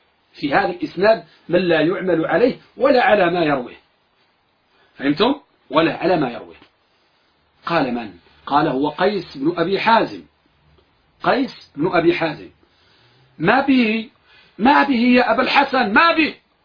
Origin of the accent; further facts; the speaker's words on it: Morocco; نحن عندنا في المغرب نقول ضرب الحلق إنسل خلق